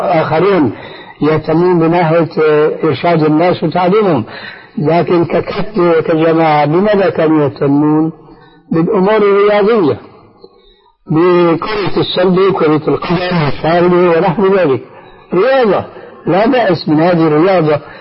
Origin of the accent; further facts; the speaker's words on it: Syria; يعني كما يقولون عندنا في سوريا في لغة العامة